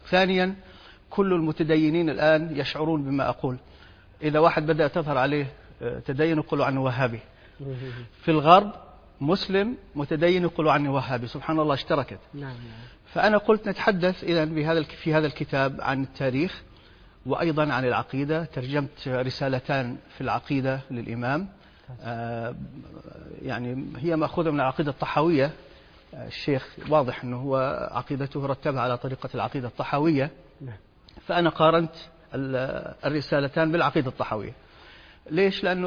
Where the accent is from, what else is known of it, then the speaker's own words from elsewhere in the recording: Kuwait; moved away as an adult; also born or lived in Europe; now in United States; تركت الكويت، أنا ولدت في الكويت وعشت فيها حتى أنهيت الثانوية، ثم ذهبت إلى أوروبا للدراسة ثم أمريكا. من حد يعني من حيث وصلت إلى أمريكا سنة 1980